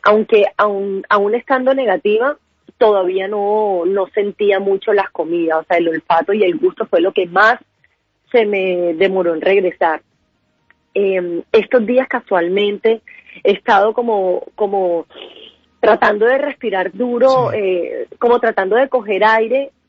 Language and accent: Spanish; Colombia; a nosotros como colombianos nos cuesta un poco entender la situación del prójimo